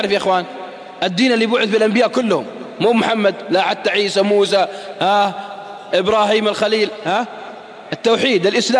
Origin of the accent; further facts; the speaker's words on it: Saudi Arabia; واحد شاب عصى عندنا بالسعودية